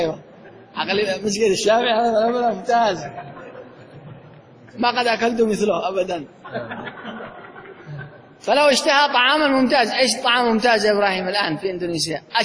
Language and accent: Arabic; Yemen; عندنا في اليمن